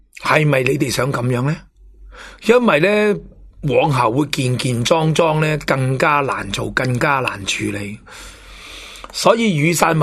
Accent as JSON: {"language": "Cantonese", "country": "Hong Kong", "said": "官商乡黑警勾结呢幅蓝图已经呈现咗喺我哋香港人嘅心目中"}